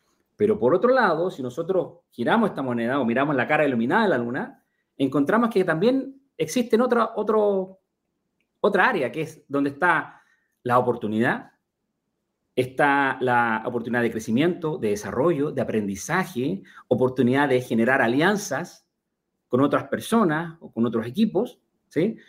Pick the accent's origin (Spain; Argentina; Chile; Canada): Chile; Yo soy de Chile, de profesión original, soy ingeniero agrónomo